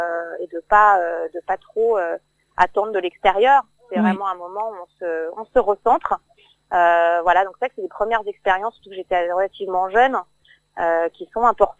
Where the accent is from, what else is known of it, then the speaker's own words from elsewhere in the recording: Cergy, Île-de-France, France; now in Paris, France; Enfin, moi je suis d'originaire de Cergy. Donc c'est juste à côté de Paris.